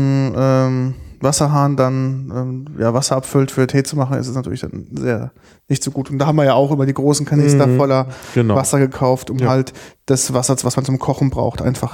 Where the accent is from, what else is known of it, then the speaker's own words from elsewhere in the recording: Rhineland-Palatinate, Germany; Und habe natürlich als Pfälzer ein Doppelglas bei mir auf der Arbeit.